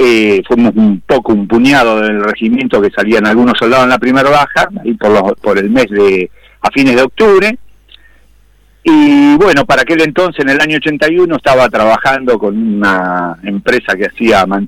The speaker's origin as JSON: {"language": "Spanish", "town": "Jáuregui", "region": "Buenos Aires", "country": "Argentina", "tie": "born or raised there", "said": "el que pasa ahí en mi pueblo, hasta la ciudad de Mercedes, provincia de Buenos Aires, que es más o menos unos 30 kilómetros de yo vivía, de Jáuregui"}